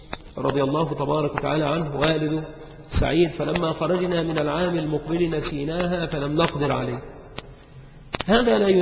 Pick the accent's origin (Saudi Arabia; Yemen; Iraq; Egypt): Egypt; وما أمر الشجرات التي كانت عندنا بمصر ببعيد